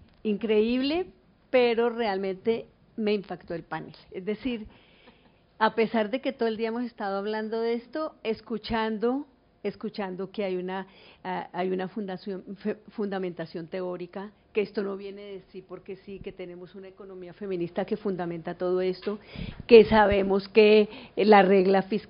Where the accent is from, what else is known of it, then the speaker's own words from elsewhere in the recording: Cali, Valle del Cauca, Colombia; Yo soy de Cali, Cali fue la ciudad del mayor estallido